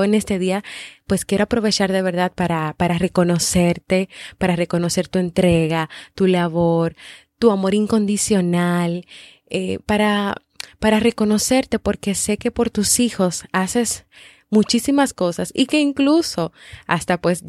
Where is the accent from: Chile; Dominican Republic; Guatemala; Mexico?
Dominican Republic; en varios países, como por ejemplo en mi país, República Dominicana